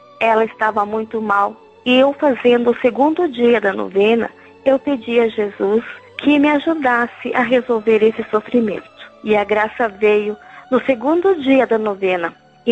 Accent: São José dos Pinhais, Paraná, Brazil; Sou de São José dos Pinhais

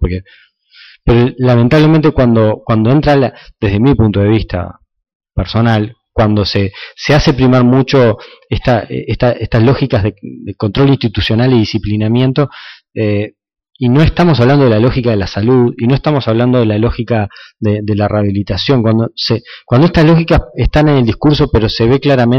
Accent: Uruguay; Y no es que somos los uruguayos seamos incapaces

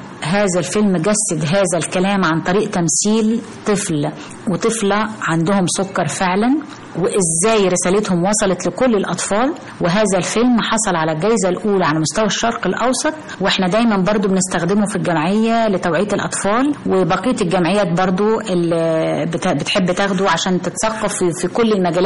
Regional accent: Egypt; طبعا طبعا أفتخر جدا جدا إن أنا مصرية وإن أنا فايزة بالجنسية المصرية.

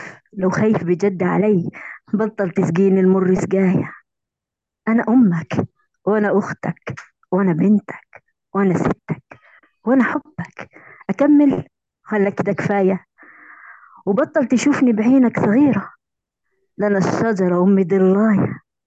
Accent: Algeria; من الجزائر، معلقة صوتية

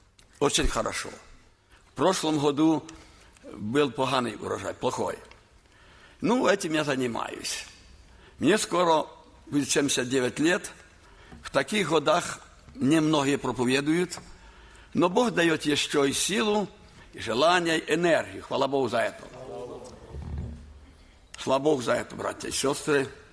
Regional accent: Kharkiv, Kharkiv Oblast, Ukraine; born there; Я родился в Харькове. Почти 79 лет тому назад.

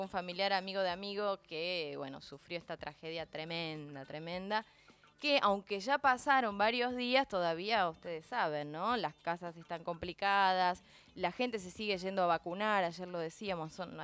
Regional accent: La Plata, Buenos Aires Province, Argentina; Yo que vengo de aquellos pagos, que soy de La Plata, sé en carne propia todo lo que cuesta.

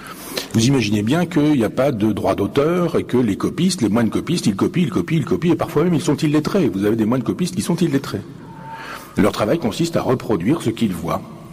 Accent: Chambois, Normandy, France; je vous embarque à Chambois, dans mon village natal, et que je vous fasse la visite guidée de mon église. L'église de mon village, 11e siècle, 12e siècle

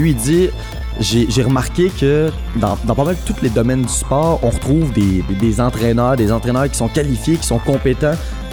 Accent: Repentigny, Quebec, Canada; Je dois être honnête, je suis natif de Repentigny aussi.

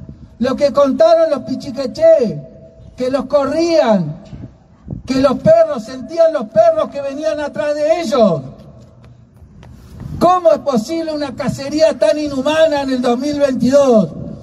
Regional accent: Valcheta, Río Negro, Argentina; born there; vengo, nací allá en Balcheta, el primer campo de concentración de la Argentina.

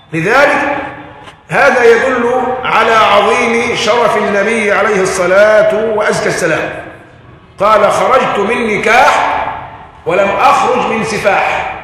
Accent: Egypt; عندنا في مصر القرار مساحة

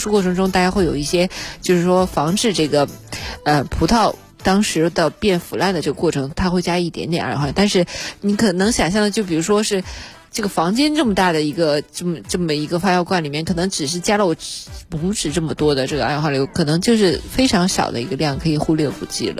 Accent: Shandong, China; 你还有我们山东人还吃大葱呢，对不对？

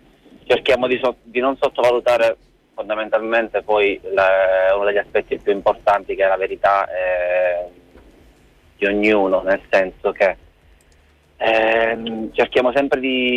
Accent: Teramo, Abruzzo, Italy; Allora, io sono teramano.

